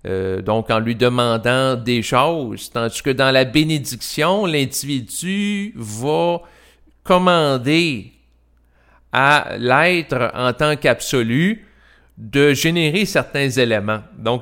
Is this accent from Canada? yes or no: yes; Quebec, Canada; parce que je suis un Québécois